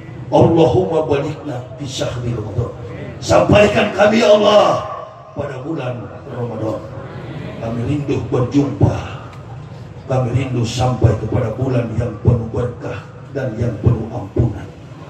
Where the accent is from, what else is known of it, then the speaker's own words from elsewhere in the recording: Nias, North Sumatra, Indonesia; Saya dari Nias.